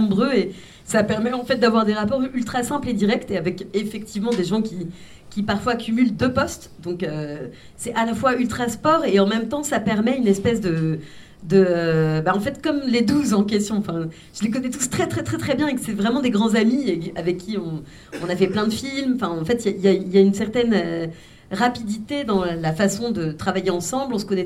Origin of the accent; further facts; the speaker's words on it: France; moi, je suis née en France, mais de deux parents polonais. Enfin, donc, j'ai grandi dans une famille polonaise en France